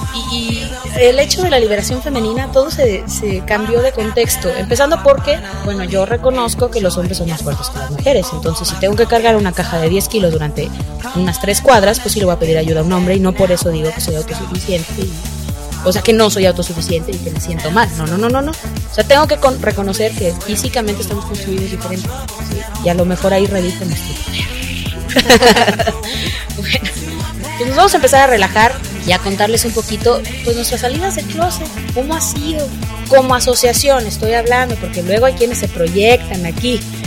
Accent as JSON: {"language": "Spanish", "region": "San Luis Potosí", "country": "Mexico", "said": "porque todas somos potosinas"}